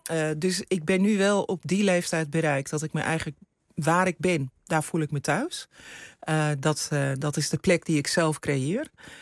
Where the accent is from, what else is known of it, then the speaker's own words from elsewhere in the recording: Netherlands; als mensen zeggen waar kom je vandaan, dan zeg ik kom uit Nederland.